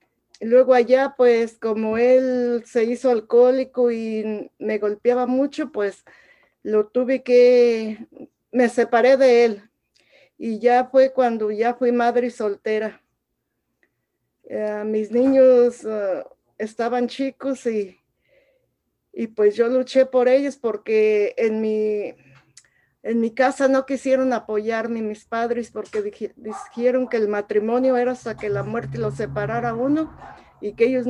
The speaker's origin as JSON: {"language": "Spanish", "town": "Tangancícuaro", "region": "Michoacán", "country": "Mexico", "said": "soy de México, de Michoacán, de un pueblito que se llama Tangancícuaro, Michoacán, que tiene un lago muy hermoso que es Camécuaro."}